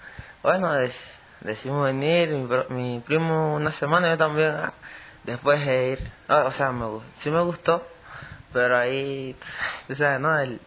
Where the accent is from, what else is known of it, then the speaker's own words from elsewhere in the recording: Machala, El Oro, Ecuador; born there; now in Quito, Ecuador; Nací en la ciudad de Machala, soy machaleño, sino que, bueno, llevo año y 7 meses en la provincia de Quito, en la capital